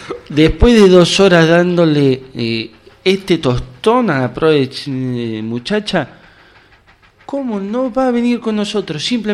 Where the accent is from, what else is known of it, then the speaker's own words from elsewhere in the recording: Argentina; los argentinos somos así, no somos mala gente.